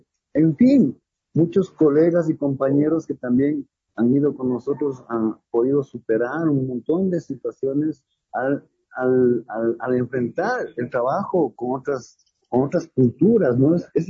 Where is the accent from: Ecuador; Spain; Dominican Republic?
Ecuador; todos entendimos que realmente somos tahuantinsuyanos en Ecuador.